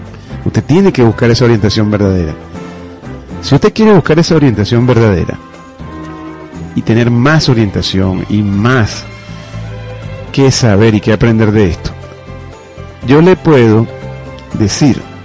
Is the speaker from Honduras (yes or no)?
no; Venezuela; Somos hermanos venezolanos. Nacimos en la misma tierra y provenimos del mismo Dios.